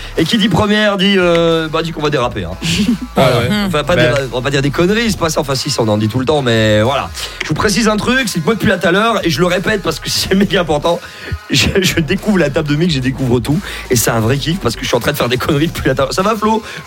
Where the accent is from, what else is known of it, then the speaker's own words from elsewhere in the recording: Anderlecht, Brussels, Belgium; je viens d'Anderlecht à la base